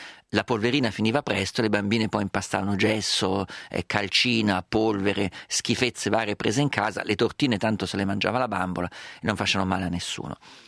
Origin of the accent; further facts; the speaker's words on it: Umbria, Italy; io vengo dall'Umbria, che è molto collinosa, quindi le trovavo le discese.